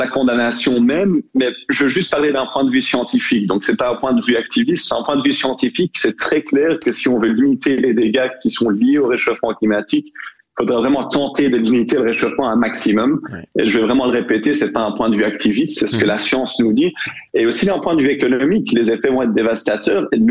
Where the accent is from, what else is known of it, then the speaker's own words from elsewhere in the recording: Brussels, Brussels-Capital Region, Belgium; Je suis bruxellois